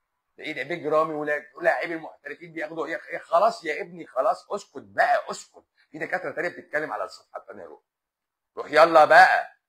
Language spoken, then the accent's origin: Arabic; Lebanon; لا انا لبناني. انا في لبنان، انا بكلمك من لبنان شخصيا.